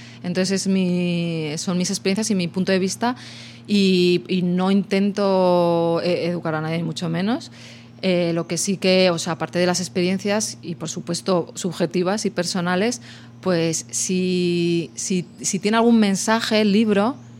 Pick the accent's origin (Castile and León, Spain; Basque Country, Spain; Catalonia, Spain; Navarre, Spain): Castile and León, Spain; Torquemada; A mi pueblo, a Torquemada, ahí.